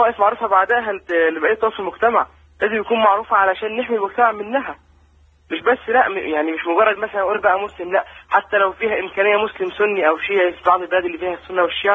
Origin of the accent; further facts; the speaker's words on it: Egypt; أنا طبعا مصري